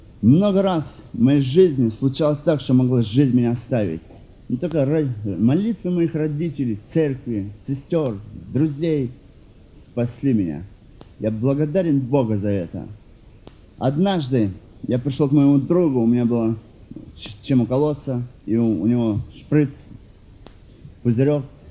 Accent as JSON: {"language": "Russian", "region": "North Caucasus", "country": "Russia", "tie": "born or raised there", "also_born_or_lived": "Kazakhstan", "said": "Родом я из Казахстана. 5 лет было мне, когда мы переехали на Северный Кавказ. Я из большой семьи, из христианской семьи."}